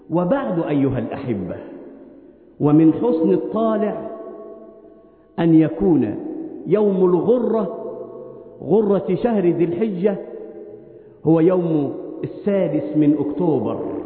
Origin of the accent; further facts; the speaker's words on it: Egypt; اللهم احفظ بلادنا مصر من كل مكروه وسوء